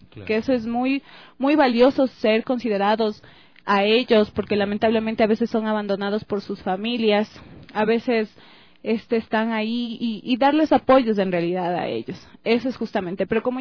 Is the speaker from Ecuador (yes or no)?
yes; Quito, Pichincha, Ecuador; También participé en lo que es de mi barrio Solanda. Para la elección de la reina de Solanda salí señorita simpatía de Solanda.